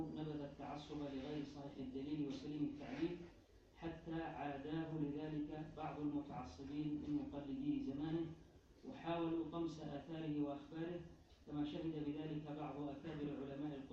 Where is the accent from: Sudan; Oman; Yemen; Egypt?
Yemen; تزخر فيه مكتبات المخطوطات في بلدنا اليمن